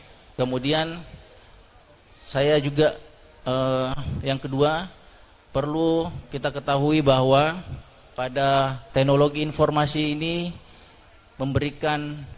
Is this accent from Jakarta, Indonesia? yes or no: no; Makassar, South Sulawesi, Indonesia; now in Ponorogo, Indonesia; saya berasal dari Makassar, Sulawesi Selatan